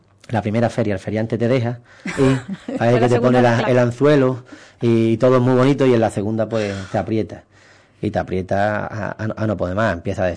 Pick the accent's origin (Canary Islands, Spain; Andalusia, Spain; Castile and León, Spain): Andalusia, Spain; Ubrique; te llevas la alegría de ayudar a mi pueblo. Intentar, en este caso, sacar todas las actividades culturales que pueda, ir a Diputación a pedir el mayor número de dinero que pueda para que Ubrique se beneficie